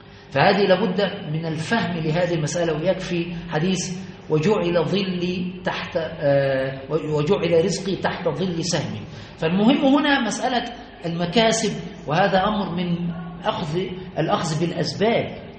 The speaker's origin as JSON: {"language": "Arabic", "region": "Aswan Governorate", "country": "Egypt", "tie": "born or raised there", "said": "لما هناك عندنا في أسوان كنا صغار"}